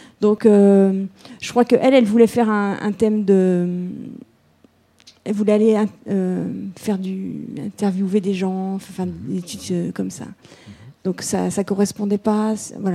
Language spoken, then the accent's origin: French; Plozévet, Brittany, France; je lui dis que je suis de Plozévette